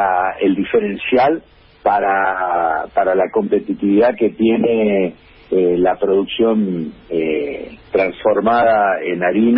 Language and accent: Spanish; Formosa, Argentina; Yo vengo de Formosa.